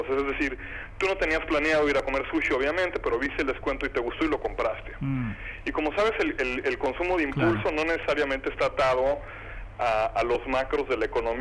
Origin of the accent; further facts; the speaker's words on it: Mexico; y yo, que ayudo con toda la región, y soy mexicano.